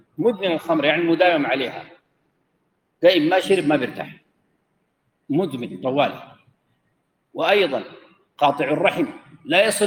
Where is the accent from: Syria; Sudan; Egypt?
Sudan; أنا قلت كده ضربت أمثلة هنا عندنا في السودان